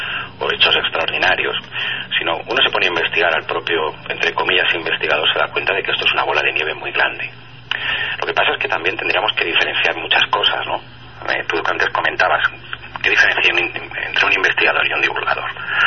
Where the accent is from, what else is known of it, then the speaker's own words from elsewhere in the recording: Palma, Balearic Islands, Spain; born there; also born or lived in Paris / Italy / Vigo / Barcelona; Pero yo nací en Palma de Mallorca, casi en vuelo, como quien dice, porque mis padres estuvieron viviendo una época allí, más tarde estuve viviendo en París, he estado viviendo en Italia, he estado viviendo aquí en España, en Vigo, en Barcelona, en Valencia, en Alicante, en Madrid.